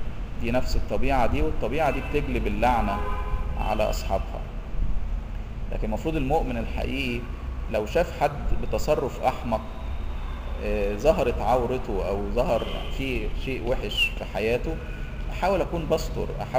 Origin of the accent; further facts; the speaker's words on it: Egypt; احنا مصريين من نسله، احنا برضو ولاد حام